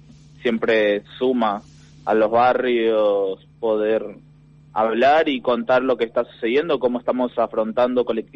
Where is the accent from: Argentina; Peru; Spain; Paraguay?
Argentina; Buenos Aires; Yo soy de la Villa 2124 y tenemos diferentes problemáticas.